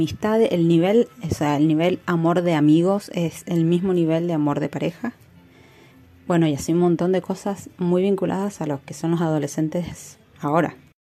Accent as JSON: {"language": "Spanish", "region": "Mendoza", "country": "Argentina", "said": "soy de Mendoza"}